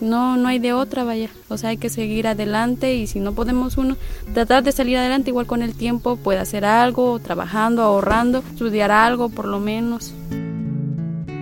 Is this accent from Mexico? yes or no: yes; Palma Real, Veracruz, Mexico; soy del Palma Real, Benito Juárez, Veracruz, México.